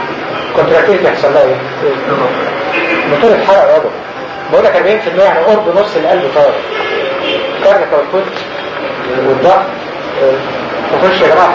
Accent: Egypt; و70% ده فين؟ مش عندنا في مصر

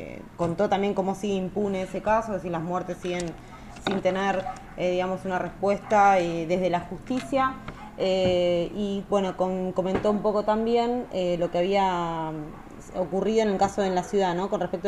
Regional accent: Buenos Aires, Argentina; born there; Yo nací, quiero decir, nací en zona sur de la Ciudad de Buenos Aires, en Soldati.

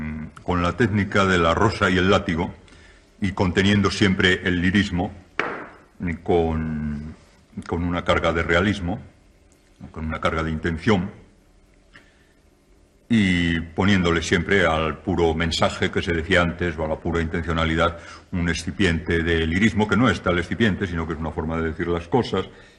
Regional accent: Spain; a mí lo que más me preocupa en estos momentos como escritor y como español

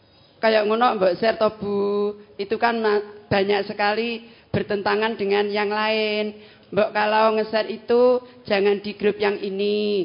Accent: Ngawi, East Java, Indonesia; dari Ngawi.

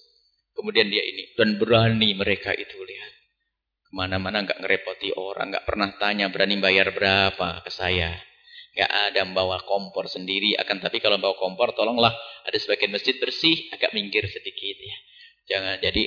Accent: Aceh, Indonesia; dari Aceh. Saya di kampung kami sering ada jamaah tabligh.

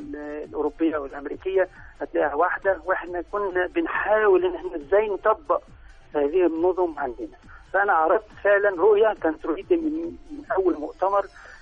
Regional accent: Egypt; وده فعلا المفروض يتعامل عندنا في مصر

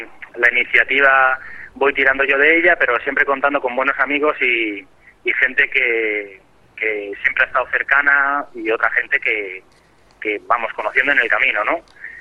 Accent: Madrid, Community of Madrid, Spain; Sí, yo soy de Madrid, eso es.

